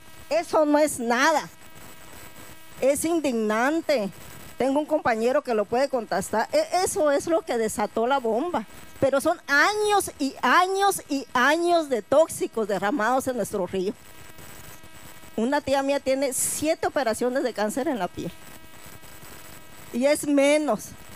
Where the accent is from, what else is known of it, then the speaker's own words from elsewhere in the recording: Cananea, Sonora, Mexico; porque yo sí soy originaria de Cananea. Pero yo me siento de aquí, de Bacanuchi, de Babiácora, de Ayotzinapa, de Aconchi, de Apasta de Concho, también de todo.